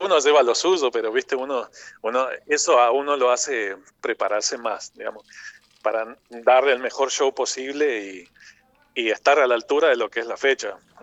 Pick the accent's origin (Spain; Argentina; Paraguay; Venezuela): Argentina; Reconquista, Santa Fe; Yo soy de Reconquista, en mi ciudad a veces no había demasiado para escuchar